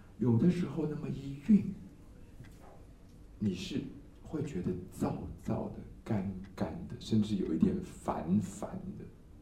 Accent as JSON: {"language": "Chinese", "country": "Taiwan", "said": "这个short circuit， 我们台湾人叫短路，你们叫什么？"}